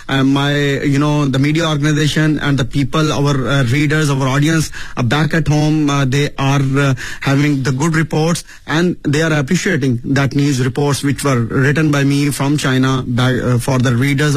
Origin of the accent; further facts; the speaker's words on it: Pakistan; English is a second language; Definitely, being a Pakistani journalist, I have focused on Belt and Road Initiative.